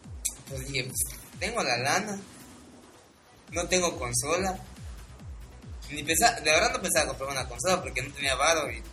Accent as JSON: {"language": "Spanish", "country": "Mexico", "said": "No, soy el único mexicano, muchos somos así."}